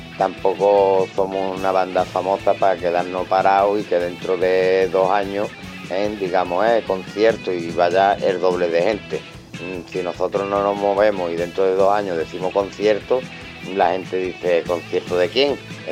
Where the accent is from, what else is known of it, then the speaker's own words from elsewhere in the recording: El Puerto de Santa María, Andalusia, Spain; somos de Cádiz, de Andalucía, del puerto de Santa María.